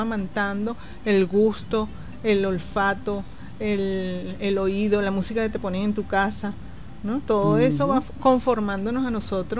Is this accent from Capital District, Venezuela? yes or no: yes; Caracas, Capital District, Venezuela; en este caso que estamos aquí en Caracas, como caraqueños, pero además venezolanos, latinoamericanos y caribeños